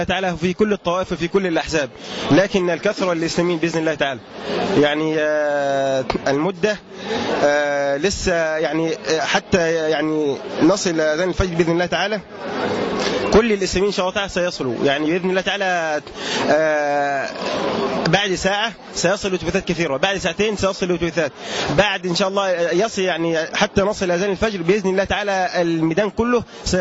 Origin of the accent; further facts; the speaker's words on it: Asyut, Asyut Governorate, Egypt; حفظة أسيوط.